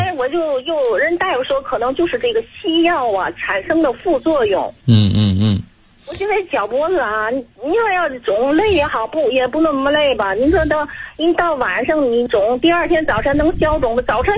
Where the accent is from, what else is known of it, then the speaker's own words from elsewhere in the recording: Tianjin, China; 我是我还没介绍我自己，我是天津的。